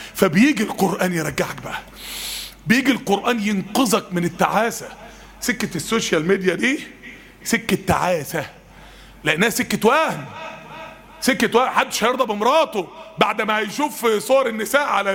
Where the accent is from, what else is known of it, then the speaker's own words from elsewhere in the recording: Mansoura, Dakahlia, Egypt; كان عندنا يعني حد زميلنا يعني تعين في مستشفى المسالك والكلى عندنا في المنصورة